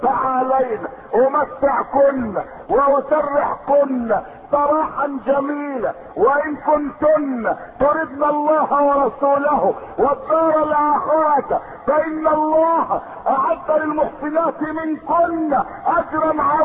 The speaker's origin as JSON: {"language": "Arabic", "country": "Egypt", "said": "الذي يفخر به الناس عندنا في مصر"}